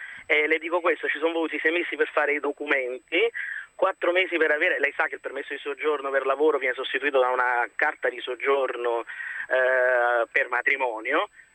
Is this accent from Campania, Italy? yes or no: yes; Naples, Campania, Italy; now in Rome, Italy; chiamo da Roma ma sono napoletano.